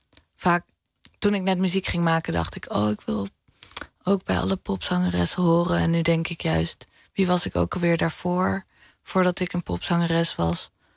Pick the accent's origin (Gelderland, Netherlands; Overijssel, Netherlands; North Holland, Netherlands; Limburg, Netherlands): North Holland, Netherlands; Amsterdam; ik kom uit de Pijp in Amsterdam en dat die wijk is volledig veranderd.